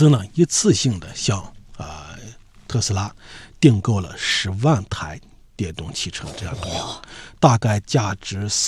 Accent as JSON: {"language": "Chinese", "country": "China", "said": "我们中国人讲究关系啊。"}